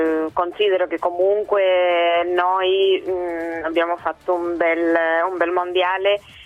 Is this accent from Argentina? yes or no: yes; Argentina; Italian is a second language; Io sono argentina.